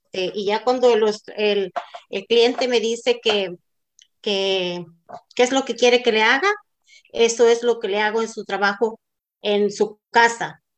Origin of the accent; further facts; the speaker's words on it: Mexico; now in Santa Ana, United States; soy mexicana, soy casada, tengo 3 hijos, vivo en la ciudad de Santa Ana, condado de Orange, estado de California.